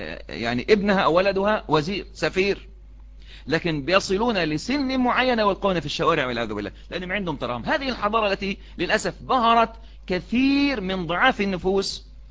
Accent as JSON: {"language": "Arabic", "country": "Egypt", "said": "مصريين لما بدأنا نتشبه"}